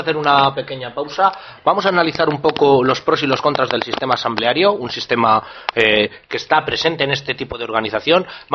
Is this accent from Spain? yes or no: yes; Burgos, Castile and León, Spain; la organización que se está llevando a cabo allí en mi ciudad natal de Burgos, siempre odiada y amada al mismo tiempo.